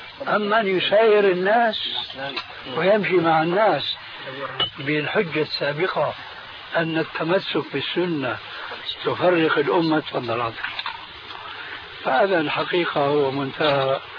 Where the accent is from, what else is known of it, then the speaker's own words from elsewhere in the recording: Syria; كما يقولون عندنا في الشام